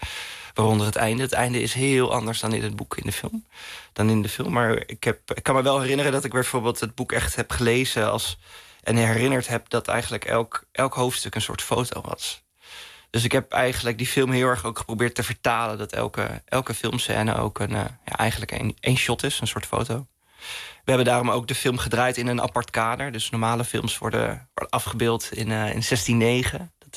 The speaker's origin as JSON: {"language": "Dutch", "town": "Veendam", "region": "Groningen", "country": "Netherlands", "tie": "born or raised there", "said": "En ja, in Veendam, waar ik opgroeide, ja, er was toch weinig ruimte om een beetje buiten de pas te lopen."}